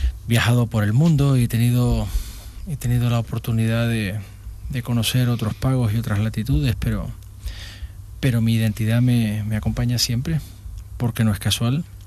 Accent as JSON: {"language": "Spanish", "region": "Canary Islands", "country": "Spain", "accent": "Canarian", "said": "En Granada hice mi carrera académica y, sin embargo, nunca perdí el acento de mi madre. Nunca lo perdí, porque siempre he pensado que para perder el acento canario tienes que poner de tu parte."}